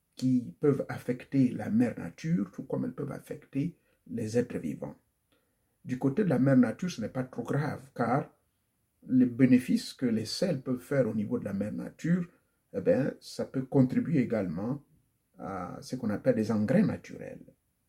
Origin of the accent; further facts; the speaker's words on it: Gabon; Mon pays d'origine, le Gabon